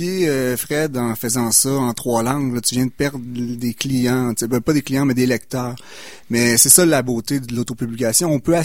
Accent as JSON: {"language": "French", "region": "Quebec", "country": "Canada", "said": "j'ai quitté le Québec pour une couple d'années. Là, quand je suis revenu en 2010 au Québec"}